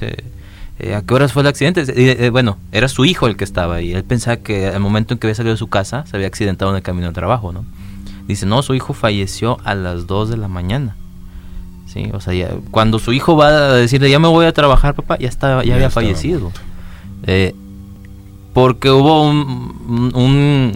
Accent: Ocampo, Coahuila, Mexico; mi infancia la viví en Ocampo, Coahuila.

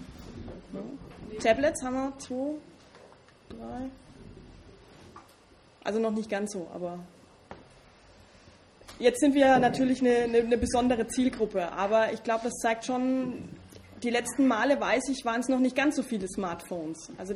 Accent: Bavaria, Germany; accent: Franconian; Wie man hört, komme ich aus Franken.

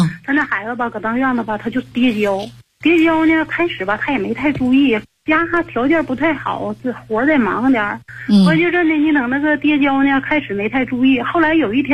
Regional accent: Heilongjiang, China; now in Hebei, China; 哎，我是黑龙江人。

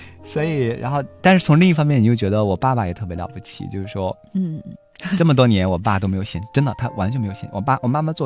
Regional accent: Shandong, China; 就是我们山东人都特别喜欢吃馒头嘛

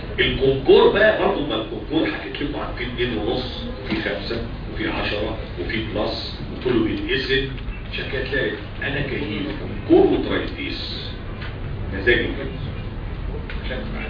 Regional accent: Egypt; دي عندنا في مصر عادية.

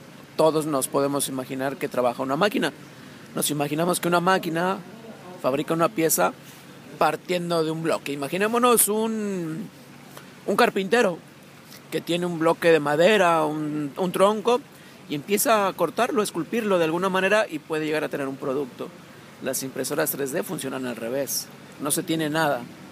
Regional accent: Mexico City, Mexico; Yo nací en el Distrito Federal, en lo que es la capital del país donde yo nací. Ahí vivo, ahí trabajo durante 46 años.

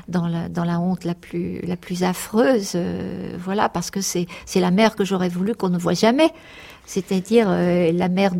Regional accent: Normandy, France; parce que je suis déracinée de la Normandie et déracinée aussi du monde populaire

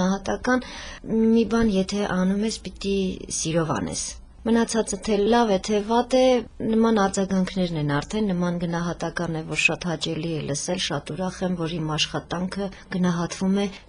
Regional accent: Lori, Armenia; են Ճարտար գյուղից։ Տեղափոխվել են Նոյեմբերյան և արդեն 300 տարի է, ես բնիկ լոռեցի եմ։

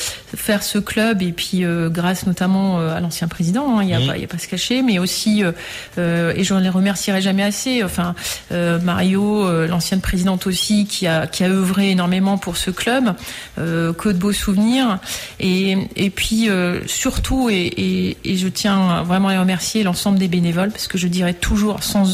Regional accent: Sélestat, Grand Est, France; moi je suis alsacienne, je suis de Célestat, qui est un peu le temple.

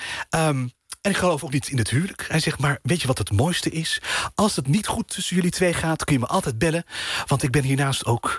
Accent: The Hague, South Holland, Netherlands; born there; Aan het strand, Den Haag, waar ik geboren ben.

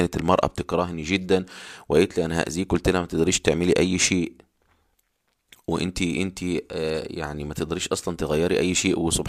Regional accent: Egypt; يعني في قرى كنت أعرفها في عندنا في مصر، في الصعيد وفي الشرقية

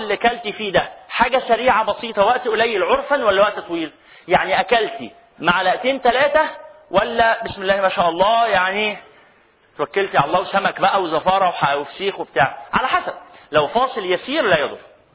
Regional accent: Egypt; الصيغة اللي احنا بنقولها كمصريين دي صيغة دخيلة

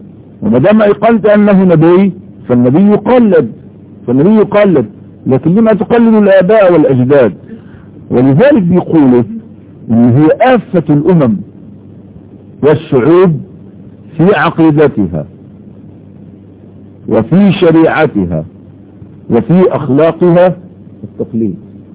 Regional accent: Egypt; واقول على الاقل في بلدنا مصر

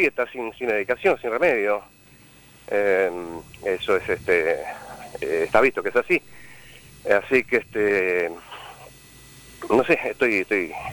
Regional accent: Villa Centenario, Buenos Aires, Argentina; soy de Villa Centenario, Banfield esto.

